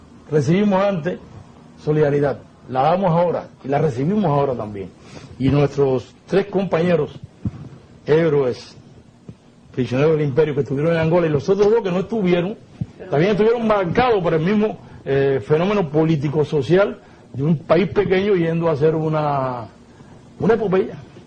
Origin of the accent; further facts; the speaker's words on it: Cuba; Yo creo que eso marcó a nuestro pueblo, y creo que escribimos, modestia aparte como cubano, páginas que yo no conozco igual en la historia.